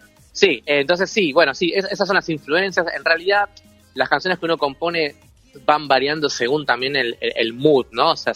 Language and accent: Spanish; Banfield, Buenos Aires Province, Argentina; now in Mar del Plata, Argentina; para el mundo tengo 29 y lo voy a seguir teniendo por largo tiempo más. soy de Banfield, viví gran parte de mi vida ahí, después me mudé a mi segunda ciudad, que es Mar del Plata.